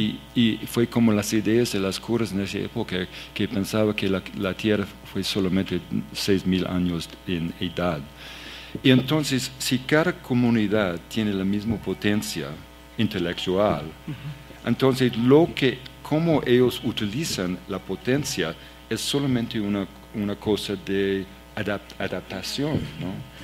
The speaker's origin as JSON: {"language": "Spanish", "country": "Canada", "second_language": "Spanish", "said": "y yo soy de Canadá"}